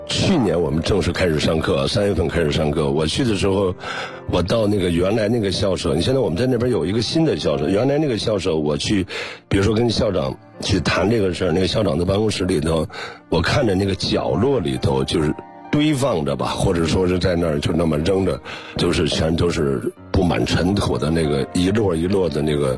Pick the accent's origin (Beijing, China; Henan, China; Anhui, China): Beijing, China; 我就是在北京长大的。